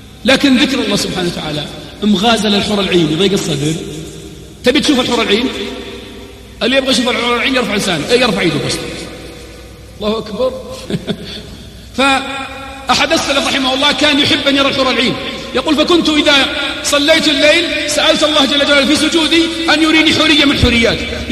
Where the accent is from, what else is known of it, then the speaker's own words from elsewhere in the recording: Al-Qassim, Saudi Arabia; فأخواني في الله جينا من القصيم نتعرف على هالجهة الطيبة هذه